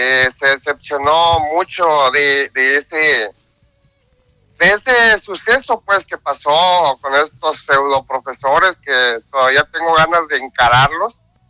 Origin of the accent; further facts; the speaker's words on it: Mazatlán, Sinaloa, Mexico; En Mazatlán, Sinaloa, que es donde yo nací.